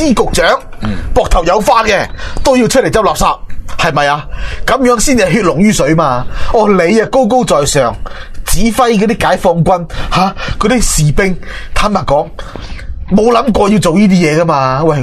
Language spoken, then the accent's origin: Cantonese; Macau; 好，好啊，我哋澳门人